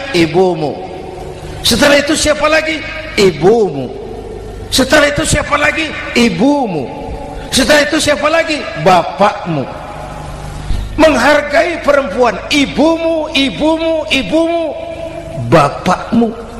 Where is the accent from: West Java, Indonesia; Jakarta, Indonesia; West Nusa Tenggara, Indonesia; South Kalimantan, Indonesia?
Jakarta, Indonesia; born there; Bahwa saya lahir di Jakarta, itu sih kebetulan.